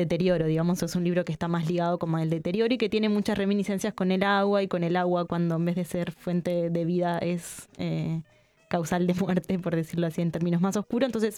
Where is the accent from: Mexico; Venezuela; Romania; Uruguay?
Uruguay; Montevideo; un montón de otras de imágenes que claramente quienes somos de Montevideo las podemos percibir